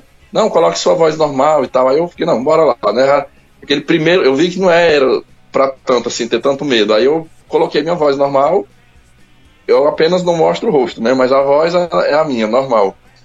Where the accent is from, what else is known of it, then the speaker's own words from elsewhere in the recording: Pará, Brazil; born there; Eu sou nortista, mas sou descendente de nordestino. Minha família toda é nordestina. Eu sou paraense porque nasci no Pará. Mas as raízes, né, familiar, toda nordestina, do Maranhão. Então é normal esse meu sotaque aí.